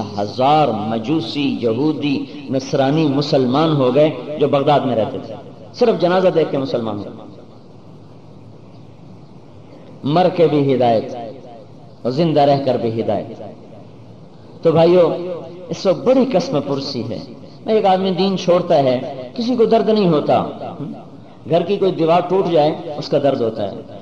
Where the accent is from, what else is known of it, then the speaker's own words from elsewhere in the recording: Multan, Punjab, Pakistan; میں نے کہا پاکستان سے ہوں. پاکستان میں کہاں سے ہیں؟ میں نے کہا ملتان سے ہوں.